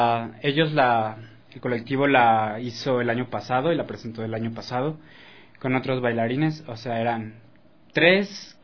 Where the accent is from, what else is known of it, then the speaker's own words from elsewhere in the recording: Mexico; moved away as an adult; yo estaba estudiando artes escénicas en México, yo soy mexicano.